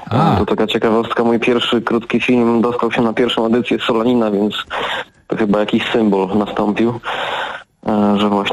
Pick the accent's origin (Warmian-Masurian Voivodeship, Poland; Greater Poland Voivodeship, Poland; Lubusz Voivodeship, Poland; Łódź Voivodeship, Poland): Lubusz Voivodeship, Poland; Nowa Sól; Ja sam jestem z małej miejscowości, bo Nowa Sól nie jest dużym miastem